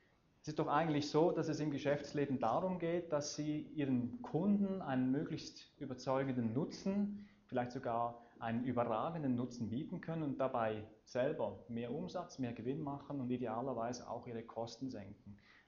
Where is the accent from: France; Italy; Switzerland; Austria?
Switzerland; Eastern Switzerland; weshalb ich Hochdeutsch spreche. Ich komme ursprünglich aus der Ostschweiz und wir wollten sicherstellen, dass die Basler mich auch wirklich verstehen. Ich habe zwar ein Jahr lang in Basel gewohnt, gleich hier in Gündelü, in einer sehr schönen Wohnung